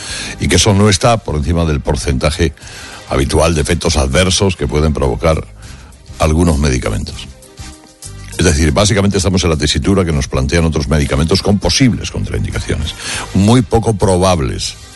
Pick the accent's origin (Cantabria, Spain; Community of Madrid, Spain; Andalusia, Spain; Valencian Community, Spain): Andalusia, Spain; Cuevas de la Almanzora; bañándose en mi pueblo, en la playa de Cuevas de la Almanzora. Palomares es una pedanía de Cuevas.